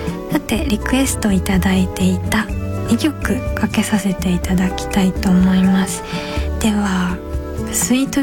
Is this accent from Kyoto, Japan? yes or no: yes; Kyoto, Japan; 私は京都出身なんですけど、父が京都人、母が東京の人ということで、父がずっと出張でお家にいなかったので、母親の言葉で基本育っていって、あんま上手じゃないんですよ